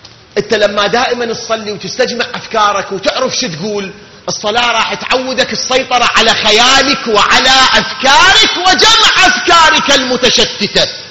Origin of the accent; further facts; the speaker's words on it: Iraq; وهاي مشاكلنا إحنا كعراقيين